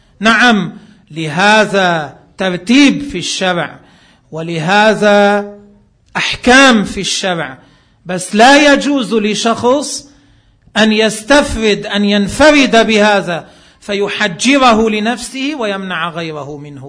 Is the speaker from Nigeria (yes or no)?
no; Lebanon; ما عندنا بلبنان ما في منه